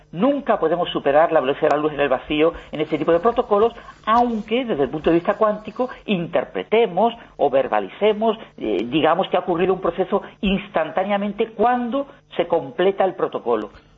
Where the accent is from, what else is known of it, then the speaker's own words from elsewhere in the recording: Spain; yo creo que como español debemos estar orgullosos